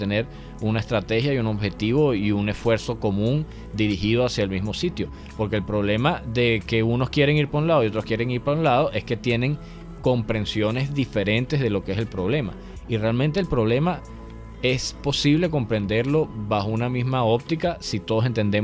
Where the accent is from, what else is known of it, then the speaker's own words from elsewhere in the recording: Venezuela; nuestra conversación como venezolanos siempre se ha circunscrito como a las mismas 3 temas